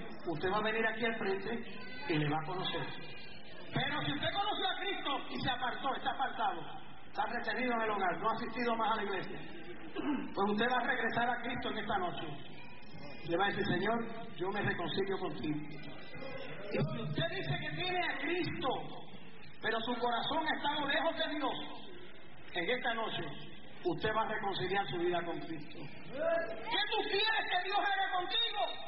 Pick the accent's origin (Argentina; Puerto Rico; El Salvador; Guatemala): Puerto Rico; Yo soy puertorriqueño, ciudadano americano desde el nacimiento, pero soy latino.